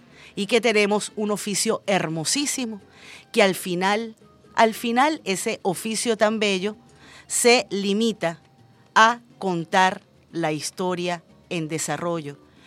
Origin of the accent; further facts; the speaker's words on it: Venezuela; somos venezolanos de a pie como cualquier otro